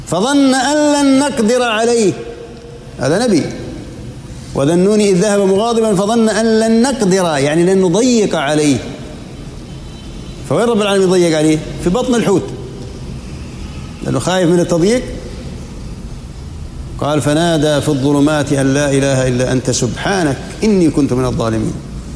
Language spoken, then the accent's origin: Arabic; Jordan; مو من مرة صار زلزال عندنا في الأردن كان درجته قوية